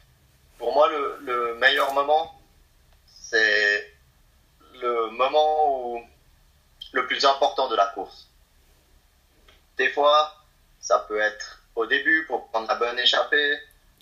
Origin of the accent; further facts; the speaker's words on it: Valais, Switzerland; moi je suis un Valaisan, donc je suis très, très fier de mes origines, de l'endroit où j'habite.